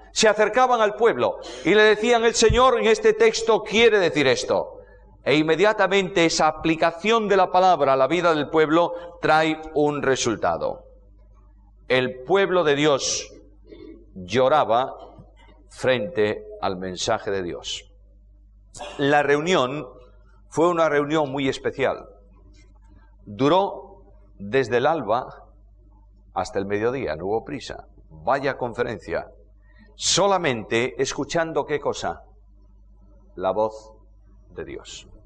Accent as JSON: {"language": "Spanish", "country": "Spain", "said": "Imagínate que yo, que vengo del calor de España, allí estamos en verano, vengo al frío argentino."}